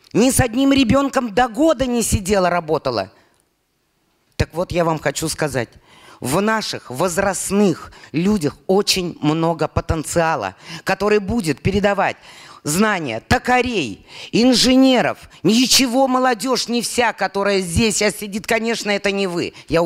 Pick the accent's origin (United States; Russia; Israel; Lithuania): Russia; Bashkortostan; born there; Я родилась в Башкортостане. 72 национальности, башкир 12%.